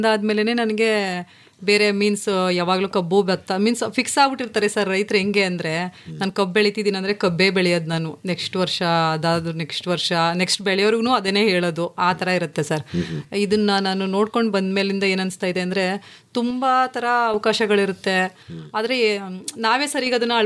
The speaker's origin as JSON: {"language": "Kannada", "town": "Chandagalu", "region": "Karnataka", "country": "India", "tie": "born or raised there", "said": "ನಮ್ಮ ಹುಟ್ಟೂರು ಚಂದಗಾಲು ಸರ್."}